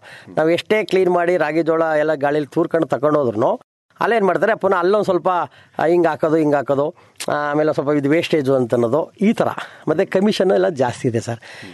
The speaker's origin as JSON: {"language": "Kannada", "town": "Mudunalli", "region": "Karnataka", "country": "India", "said": "ನಂಜನಗೂಡು ತಾಲೂಕು ಮುಡುನಳ್ಳಿ ಗ್ರಾಮ ಸರ್. ಒಂದು ರೈತರು, ನಮಗೆ ಒಂದು 15 ಎಕರೆ ಜಮೀನಿದೆ ಸರ್."}